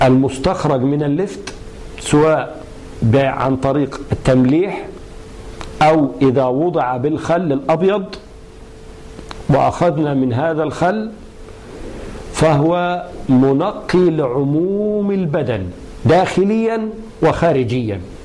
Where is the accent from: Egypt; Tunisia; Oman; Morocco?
Egypt; والمشهور عندنا في مصر أنه يؤكل مملحا مخللا